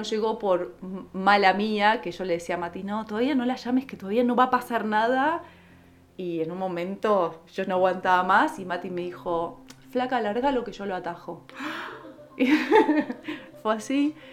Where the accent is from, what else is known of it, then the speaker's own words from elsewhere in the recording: Buenos Aires, Argentina; moved away as an adult; now in La Cumbre, Argentina; Bueno, nací en Buenos Aires hasta los 23 años. Bueno, estudié diseño e indumentaria y a los 23 años me vine a vivir a La Cumbre.